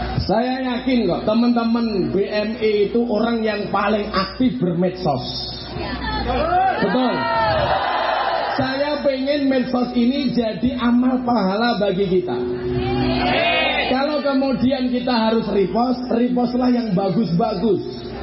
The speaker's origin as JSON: {"language": "Indonesian", "town": "Blitar", "region": "East Java", "country": "Indonesia", "said": "Saya dari Blitar, saya terbang ke Jakarta, pulang Surabaya."}